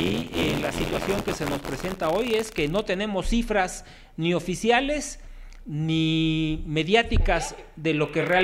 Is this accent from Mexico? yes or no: yes; Mexico; ¿O tenemos el legítimo derecho como ciudadanos mexicanos de defender nuestra vida, nuestro patrimonio y la honra, como dice la legítima defensa?